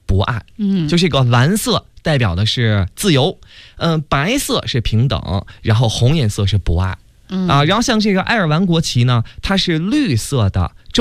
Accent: China; 击中两次，有点像我们中国人说的不要踏进同一次河流一样。

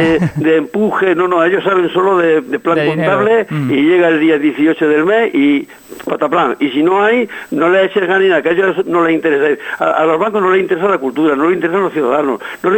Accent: Andalusia, Spain; nosotros somos andaluces

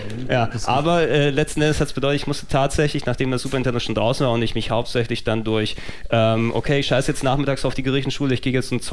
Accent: Hamburg, Germany; Ich bin Hamburger durch und durch.

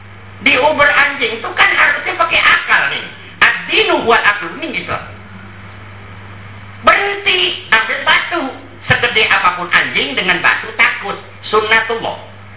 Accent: Pandaan, East Java, Indonesia; Saya orang Pandaan … itu orang Japanan, Pak. Sama-sama kecamatan, jaraknya cuma 1 kilo saja. Sama-sama Kabupaten Pasuruan.

